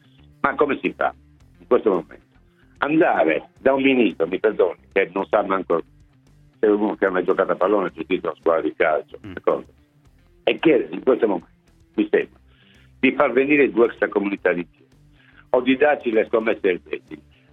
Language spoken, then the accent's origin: Italian; Sardinia, Italy; Io sono sardo, non posso essere leghista, giusto?